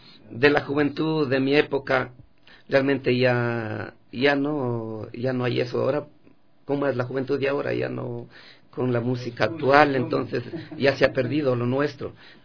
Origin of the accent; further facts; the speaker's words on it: San Isidro, Carchi, Ecuador; Bueno, yo soy del Carchi, del Cantón Espejo, parroquia de San Isidro.